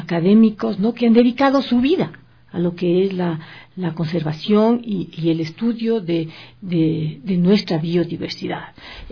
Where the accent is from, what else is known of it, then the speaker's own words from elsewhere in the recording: Ecuador; eso como ecuatorianos tenemos que conocerlo